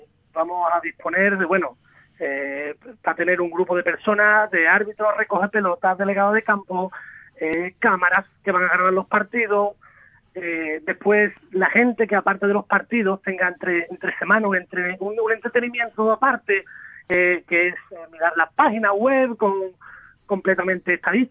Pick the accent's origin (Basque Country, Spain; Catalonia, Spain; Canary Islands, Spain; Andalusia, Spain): Andalusia, Spain; Seville; Yo exactamente soy de Sevilla, pero mi familia son todos de allí, del Bosque, de Ubrique.